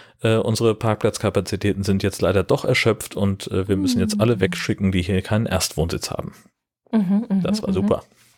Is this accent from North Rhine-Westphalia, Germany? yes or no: no; Schleswig-Holstein, Germany; und ich als Schleswig-Holsteiner darf es nicht.